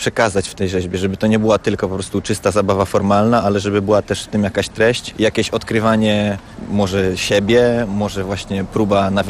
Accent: Silesian Voivodeship, Poland; jestem artystą, pochodzę ze Śląska.

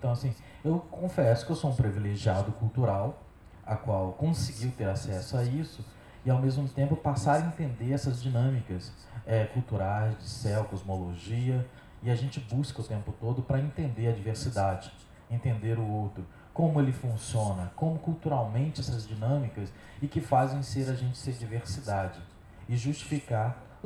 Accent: Rio de Janeiro, Brazil; also born or lived in São Paulo; Eu fui feito na Bahia, nasci em São Paulo, voltei para a aldeia e a adolescência me criei aqui no Rio de Janeiro.

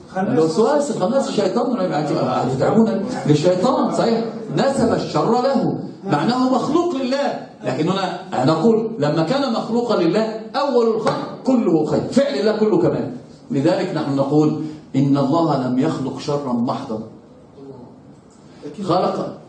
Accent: Egypt; شوفوا عندنا في مصر يقولون

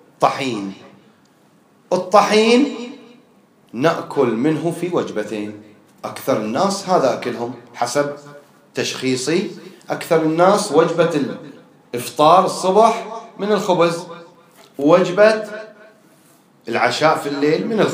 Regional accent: Bahrain; ما هو القوت الغالب عندنا في البحرين اللي أكثر الناس تأكله؟

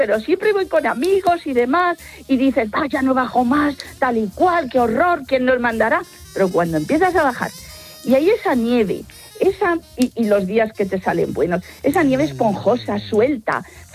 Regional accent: Madrid, Community of Madrid, Spain; Yo practico el esquí desde los 14 años. Soy de aquí de Madrid, tengo 68 y continúo.

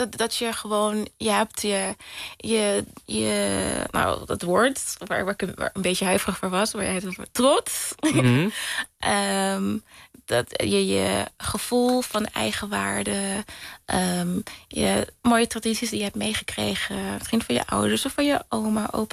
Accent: Curaçao; also born or lived in Rotterdam; Ja, ik ben geboren in Rotterdam. Maar ik was heel erg... Ik was 5 toen ik naar... toen mijn familie naar de Antillen verhuisde... En dat was dus Curaçao.

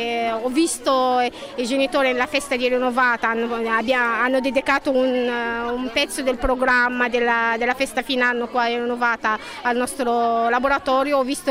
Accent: Egypt; now in Italy; sono egiziana, sono qua in Italia da 10 anni

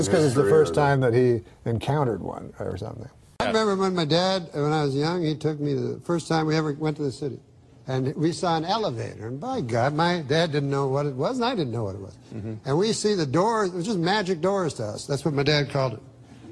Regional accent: Canada; One, that we're Canadian.

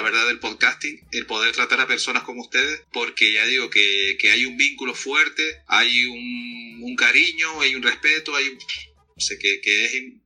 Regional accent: Canary Islands, Spain; Yo lo presumo mucho ahí, carnal, de que yo me llevo también con mis compatriotas aquí de España. Yo, como soy canario, pues somos distintos con el resto de los compatriotas

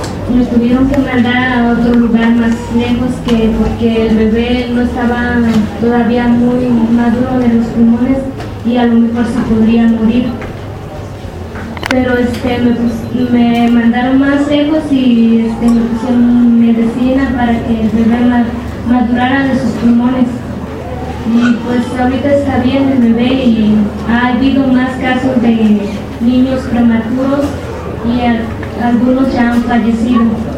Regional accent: Carrizalillo, Guerrero, Mexico; vengo de Carrizalillo, Guerrero.

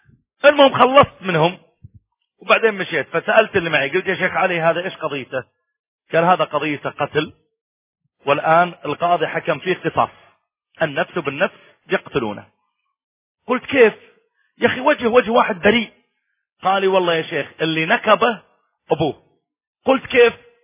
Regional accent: Saudi Arabia; مرة كان عندي محاضرة في إحدى المناطق عندنا في السعودية

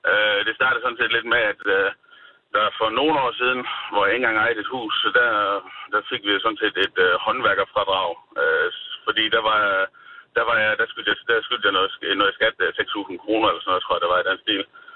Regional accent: Jutland, Denmark; Jeg kommer fra Jylland af

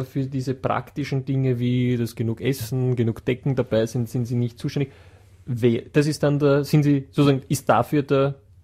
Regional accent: Vienna, Austria; bei uns in Wien sagt man Kapazunder

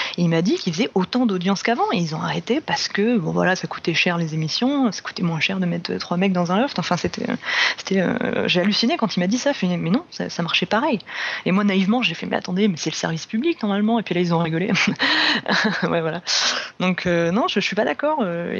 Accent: France; il y a un engouement chez nous en France, quand même, pour ce concours

